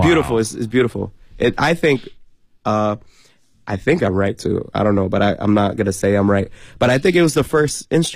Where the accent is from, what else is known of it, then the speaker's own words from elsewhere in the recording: New York City, New York, United States; now in China; Well, no, because I'm from New York. I'm from New York City. So a lot of it's there already.